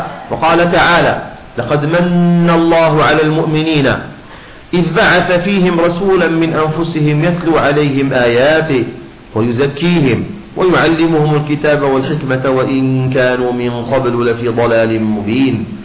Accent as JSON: {"language": "Arabic", "country": "Syria", "said": "بعدين عندنا في الشام إذا كنا في مجلس صلاة على النبي أو مولد مثلا، نريد من الناس أن يصلوا على النبي"}